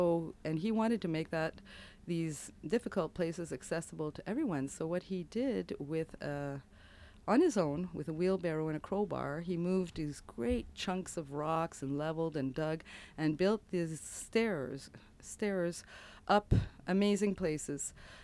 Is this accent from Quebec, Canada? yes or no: yes; Montreal, Quebec, Canada; now in Canmore, Canada; I'm originally from Montreal, but have been living in Canmore for the past 25 years.